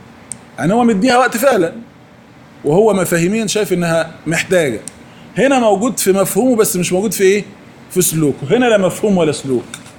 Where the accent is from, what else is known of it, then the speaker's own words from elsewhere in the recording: Egypt; الحمد لله تقريبا على عمر 15 سنة كده ما يعادل الأولى ثانوي عندنا في مصر